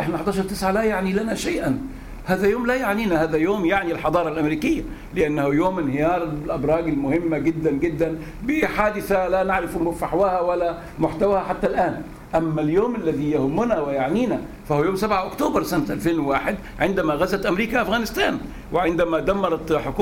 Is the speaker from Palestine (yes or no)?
no; Egypt; بنقول احنا مصريين ضد التبعية